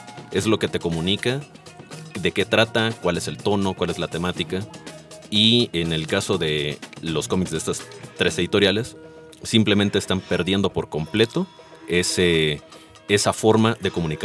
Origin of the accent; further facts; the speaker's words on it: Villahermosa, Tabasco, Mexico; en mi pueblo, en Villahermosa, Tabasco, donde no existe una librería como tal